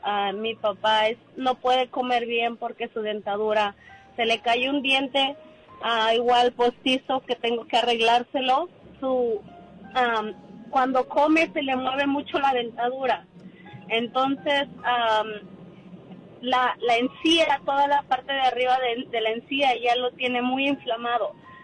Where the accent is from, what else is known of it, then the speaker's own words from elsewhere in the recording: Mexico City, Mexico; now in Long Beach, United States; De la Ciudad de México.